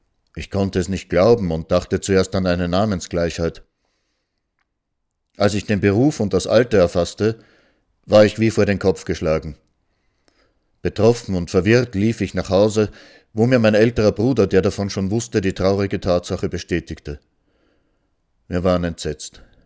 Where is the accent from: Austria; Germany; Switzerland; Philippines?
Austria; moved away; Erst nachher hat sich meine Mutter bereit erklärt, ins Ausland zu gehen. Dann sind wir aus Österreich geflüchtet. Wir wussten schon, dass es in die Sowjetunion gehen wird.